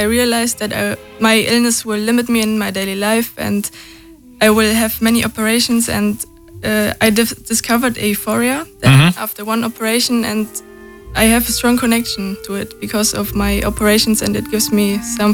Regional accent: North Rhine-Westphalia, Germany; English is a second language; Near Aachen, Cologne.

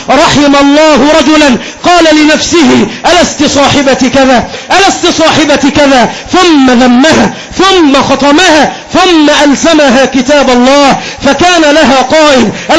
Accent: Egypt; كمسلم من المسلمين، كمصري من المصريين

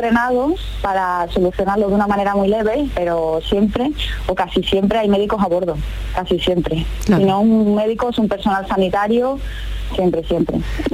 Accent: Seville, Andalusia, Spain; Yo soy de Sevilla.

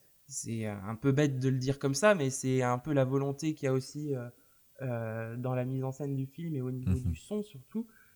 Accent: Nantes, Pays de la Loire, France; Je sais que par exemple chez moi à Nantes, il y a un ciné-concert

